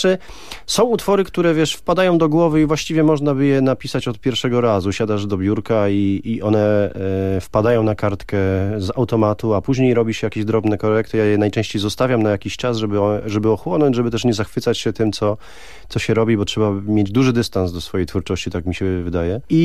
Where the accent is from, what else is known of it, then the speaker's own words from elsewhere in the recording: Ślesin, Greater Poland Voivodeship, Poland; miasta, z którego się wywodzę, czyli ze Ślesina. To małe miasteczko, ale bardzo piękne i cudowne.